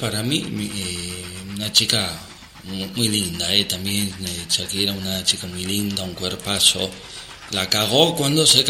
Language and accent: Spanish; Argentina; yo, como no se nota por mi acento, soy argentino